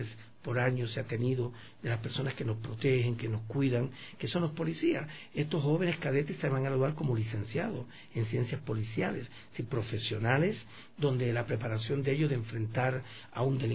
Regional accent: Cuba; Yo les digo, por ejemplo, en mi país, en Cuba, yo formar un actor, una obra de teatro

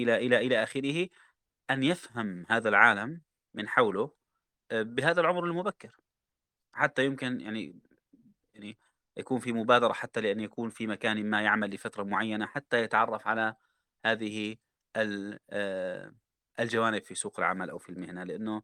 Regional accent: Jordan; تعرفوا عندنا في الأردن اللي بيدخلوا السنة الأولى في الجامعة بسموهم سنافر

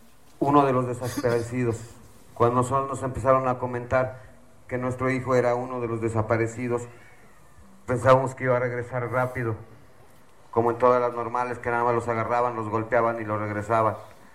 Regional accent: Tlaxcala, Mexico; Nosotros somos del estado de Tlaxcala y es muy diferente la situación.

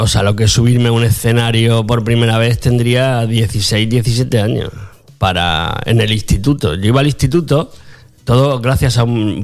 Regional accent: Extremadura, Spain; porque yo soy de Badajoz, de un pueblo de Badajoz.

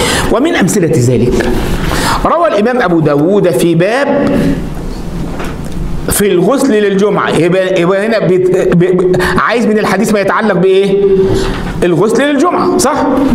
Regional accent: Egypt; وعندنا في مصر يقول لك العبارة في الشكارة

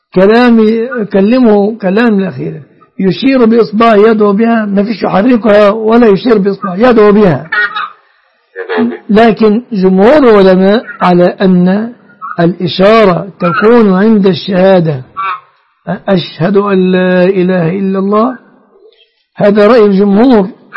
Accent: Egypt

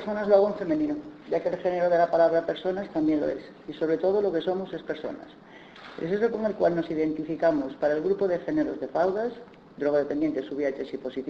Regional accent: Spain; Soy española y, por desgracia, vivo en un país patriarcal y machista que heredó, entre otras cosas, su cultura judía cristiana.

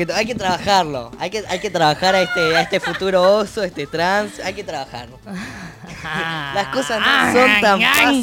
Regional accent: Neuquén, Argentina; now in La Plata, Argentina; acá en La Plata también. Yo soy de Neuquén, vale la aclaración, y me está costando empezar

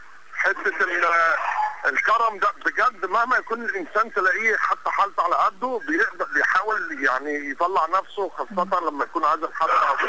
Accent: Egypt; كمصريين احنا لينا يعني زي ما بيقولوا لينا كتالوج لوحدينا كده غير اي دوله عربيه

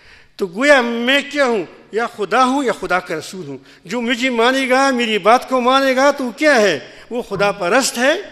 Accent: Pakistan; میں نے کہا کہ میں پاکستانی ہوں،

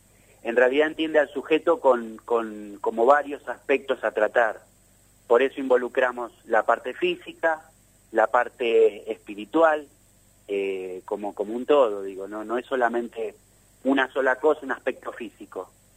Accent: Buenos Aires, Argentina; Mira, vos sabes que yo vengo de Capital Federal.

